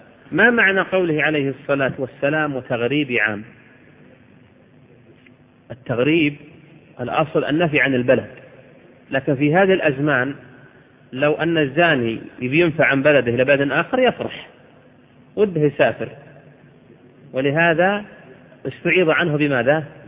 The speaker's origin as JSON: {"language": "Arabic", "region": "Al-Qassim", "country": "Saudi Arabia", "said": "يذكرون عن أحد العلماء عندنا في القصيم"}